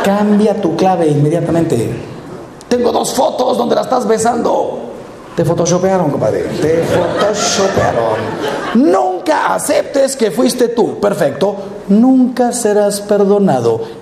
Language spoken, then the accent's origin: Spanish; Mexico; Miren, yo soy mexicano y estamos aquí, pues me imagino que puros mexicanos. Hay que reconocer que en este país tenemos una filosofía que yo la llamo cara de piedra.